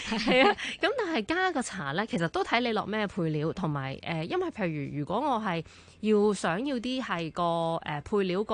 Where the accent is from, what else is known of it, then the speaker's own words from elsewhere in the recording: China; 咁我哋中国人都食好多呢一啲嘅话，其实系唔太担心嘅